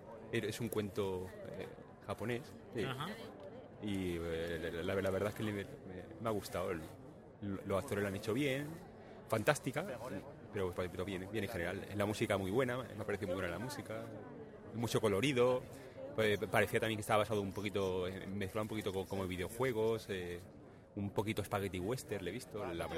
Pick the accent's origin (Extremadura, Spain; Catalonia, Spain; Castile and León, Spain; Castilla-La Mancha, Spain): Catalonia, Spain; Badalona; De Badalona.